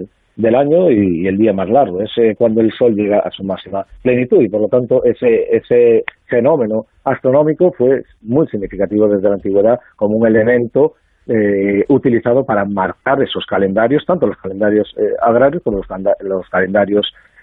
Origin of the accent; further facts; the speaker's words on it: Galicia, Spain; Sí, claro, soy gallego. Soy antropólogo, pero soy gallego practicante, sí.